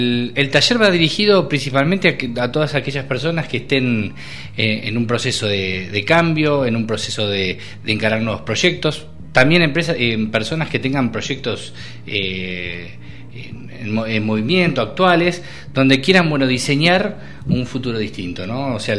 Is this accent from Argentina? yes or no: yes; Argentina; por idiosincrasia no somos personas, el argentino no es mucho de planificar